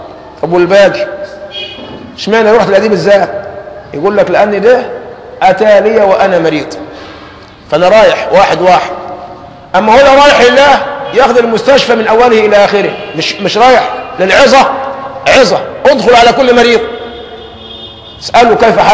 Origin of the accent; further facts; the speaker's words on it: Egypt; عندنا كمصريين في اللازمة بتاعتنا